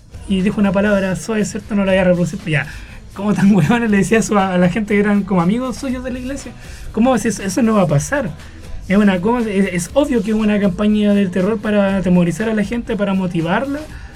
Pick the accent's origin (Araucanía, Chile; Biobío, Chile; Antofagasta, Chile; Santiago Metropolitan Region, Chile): Biobío, Chile; Tomé; yo vengo de Tomé